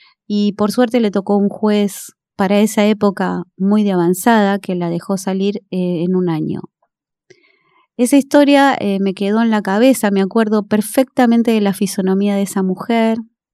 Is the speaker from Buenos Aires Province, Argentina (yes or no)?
yes; Valentín Alsina, Buenos Aires Province, Argentina; Yo soy de Valentín Alsina, un barrio sencillo. Uh-huh. Humilde